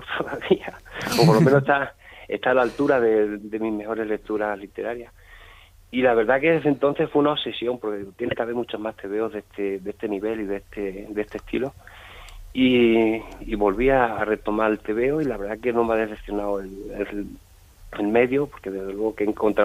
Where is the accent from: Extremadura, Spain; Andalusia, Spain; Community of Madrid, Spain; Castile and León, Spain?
Extremadura, Spain; Almendralejo; Yo soy de Almendralejo.